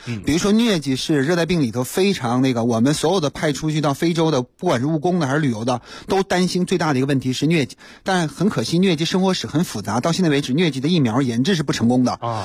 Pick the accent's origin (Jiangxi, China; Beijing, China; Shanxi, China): Beijing, China; 对咱们北京人来说这种机会是非常小的。